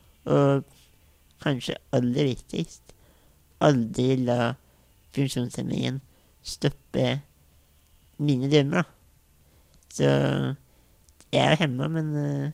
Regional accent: Innlandet, Norway; Jeg er politiker og fra Valdres i Oppland. Jeg er bondesønn.

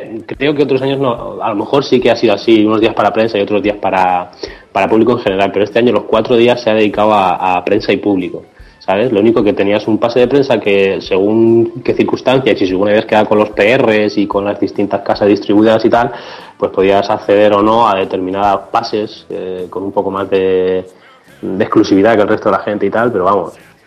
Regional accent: Ciudad Real, Castilla-La Mancha, Spain; sí, somos de Ciudad Real, allí lo más que hay son 5 autobuses

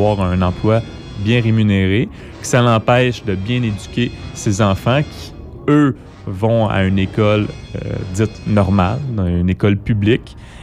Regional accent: Quebec, Canada; parce que je suis un Québécois qui parle français

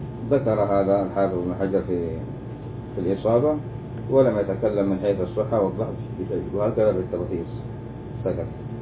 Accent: Yemen; وهذا عندنا في اليمن يقولوا إيش ما نزوج مرجيس

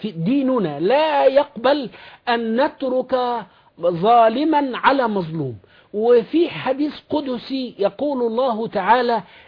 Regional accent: Upper Egypt, Egypt; خد بالك ان انا صعيدي يعني

